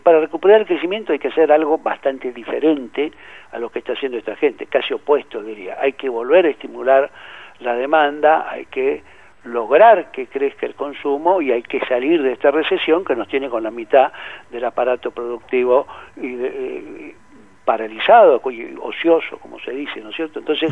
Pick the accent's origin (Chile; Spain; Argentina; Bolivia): Argentina; el resto de los argentinos, los que no somos acreedores del Estado